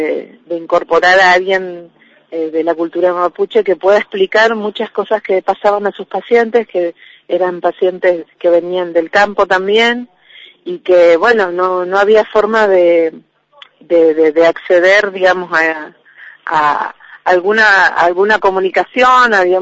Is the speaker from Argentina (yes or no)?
yes; Trelew, Chubut, Argentina; en mi caso soy de Trelew, y desde ahí, desde esos lugares, venimos viajando durante varios meses al Viedma